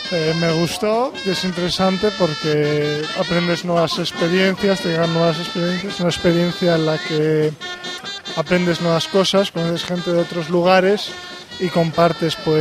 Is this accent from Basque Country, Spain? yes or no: yes; Bilbao, Basque Country, Spain; soy de Bilbao.